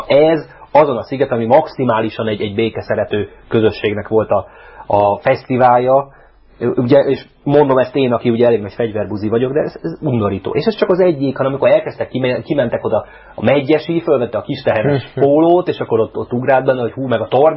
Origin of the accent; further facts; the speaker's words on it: Budapest, Hungary; Én elmondhatom, mert a 13. kerületben onnan származom, tehát elég sokáig éltem.